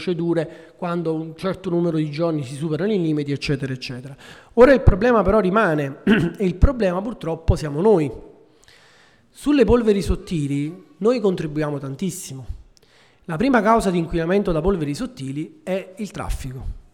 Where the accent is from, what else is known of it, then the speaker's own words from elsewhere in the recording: Nola, Campania, Italy; Io vengo da Nola e ci sono mesi nei quali non si può respirare.